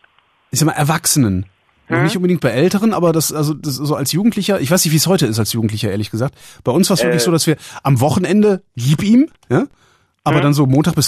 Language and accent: German; West Germany, Germany; ich bin hier im Westen groß geworden.